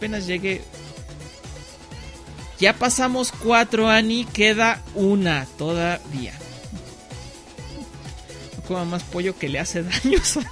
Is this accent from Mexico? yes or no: yes; Aguascalientes, Mexico; Soy de Aguascalientes, México, para quienes no lo sepan